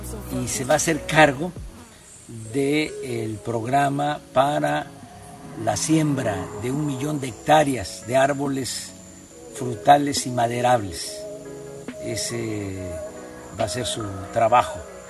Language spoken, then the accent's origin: Spanish; Mexico; Así como 30 millones de mexicanos decidimos que íbamos a transformar este país